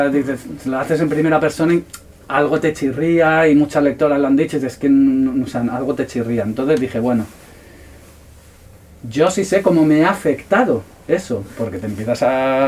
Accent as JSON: {"language": "Spanish", "town": "Madrid", "region": "Community of Madrid", "country": "Spain", "tie": "born or raised there", "moved": "yes", "said": "Yo soy de Madrid, me crié en Madrid, y salí de Madrid hace ya pues, más de 20 años"}